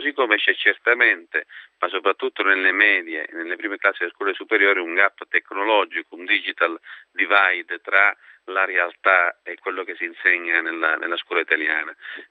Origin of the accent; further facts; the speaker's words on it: Sicily, Italy; Sì, avendo fatto le scuole giù